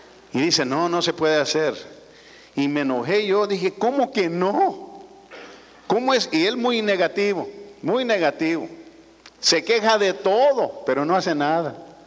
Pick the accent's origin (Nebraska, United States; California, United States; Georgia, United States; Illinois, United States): Nebraska, United States; born there; Yo nací en Nebraska, en medio del Betabel, ahí en el Betabel, en la Pisca.